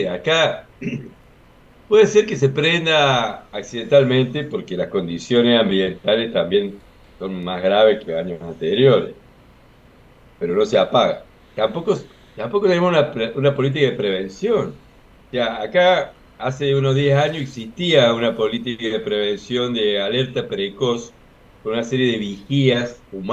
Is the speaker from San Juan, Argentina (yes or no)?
no; Unquillo, Córdoba, Argentina; Y cada uno en su pueblo, yo soy de Unquillo